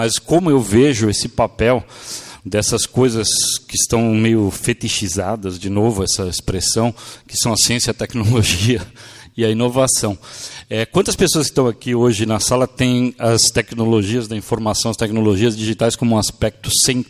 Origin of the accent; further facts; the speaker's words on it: São Paulo, Brazil; Eu sou do Bexiga, minha pizza é mussarela, tomate e manjericão.